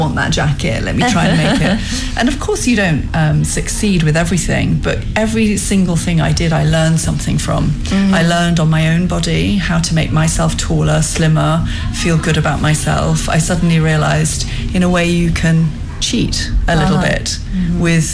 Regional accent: London, United Kingdom; I'm a designer from London.

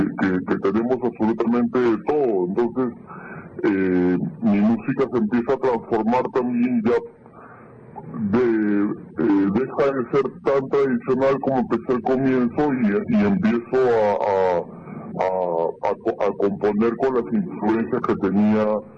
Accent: Lima, Peru; also born or lived in Huancayo; Yo nací en Lima, en un barrio muy popular que se llama El Rímac, pero hasta los 11 años de edad yo no había tenido ningún contacto con la música, hasta que con mi familia nos mudamos a Huancayo

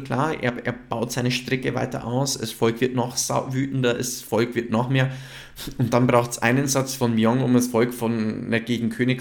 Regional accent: United States; Ja, ich muss außerdem auch noch sagen Monarchie, weil ich bin ja auch Amerikaner, also.

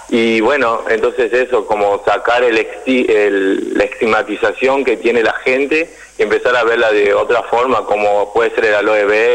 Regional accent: Tucumán, Argentina; yo soy de Tucumán, mi mamá lo podría plantar en Tucumán.

